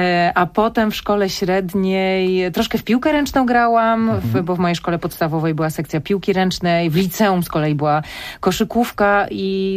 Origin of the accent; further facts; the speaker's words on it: Silesian Voivodeship, Poland; a pochodzimy ze Śląska